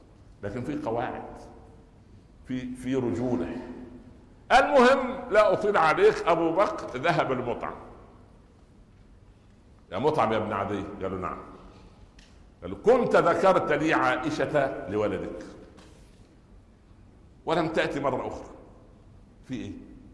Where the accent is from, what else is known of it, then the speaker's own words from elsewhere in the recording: Upper Egypt, Egypt; في مثل عندنا في الصعيد زمان يقول الضرة مرة ولو كانت جرة